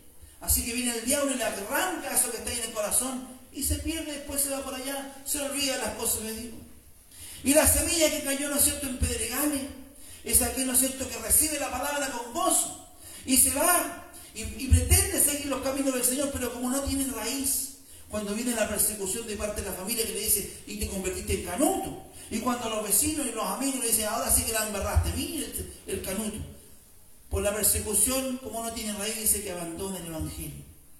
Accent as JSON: {"language": "Spanish", "country": "Chile", "said": "Salió cascando, como decimos, como chileno"}